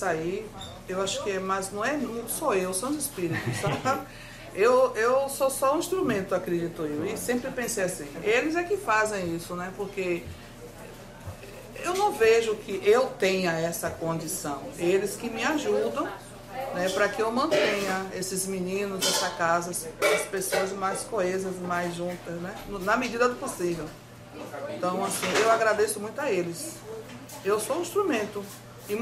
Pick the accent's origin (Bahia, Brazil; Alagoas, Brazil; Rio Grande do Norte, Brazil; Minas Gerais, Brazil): Bahia, Brazil; Salvador; Sou daqui de Salvador.